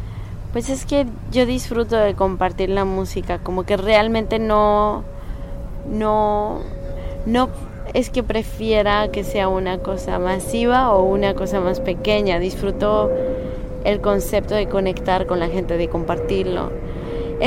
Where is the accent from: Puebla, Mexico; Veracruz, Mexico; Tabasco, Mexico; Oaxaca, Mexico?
Veracruz, Mexico; moved away; Sí. Yo crecí en Veracruz y me fui de Veracruz por muchos años, pero ahora ya volví.